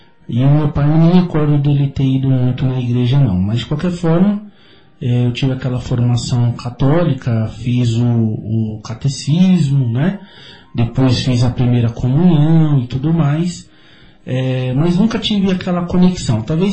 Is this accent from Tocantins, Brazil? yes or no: no; São Paulo, Brazil; porque eu sou de São Paulo, né?